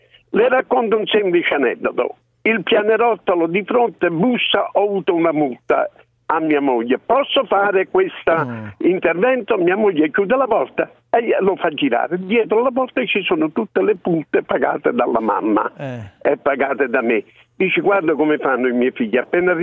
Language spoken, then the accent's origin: Italian; Naples, Campania, Italy; Sono di Napoli.